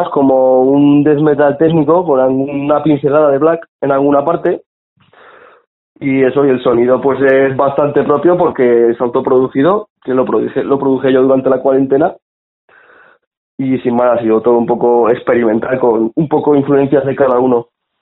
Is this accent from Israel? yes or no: no; Tudela, Navarre, Spain; Pues a ver, somos unos chavales de Tudela